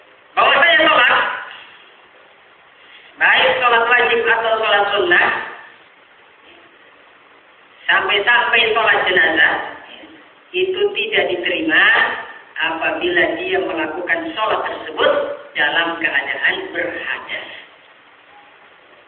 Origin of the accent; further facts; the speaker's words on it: Sulawesi, Indonesia; Daerah Sulawesi sana, daerah saya